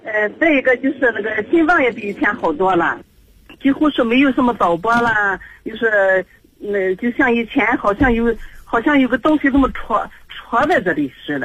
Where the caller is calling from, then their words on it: Qingdao, Shandong, China; 我是青岛的